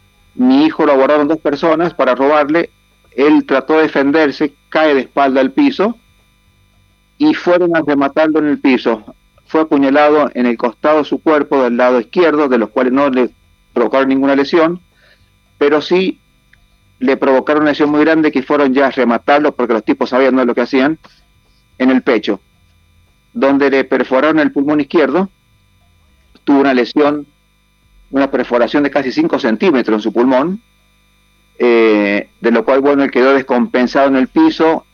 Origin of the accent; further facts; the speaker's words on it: San Juan, Argentina; also born or lived in Capilla del Monte, Argentina; yo me vine de Capilla del Monte y dije a mucha gente, me voy a San Juan, que somos de San Juan, pero en Capilla del Monte, Córdoba, dejo muchos ojos y muchos oídos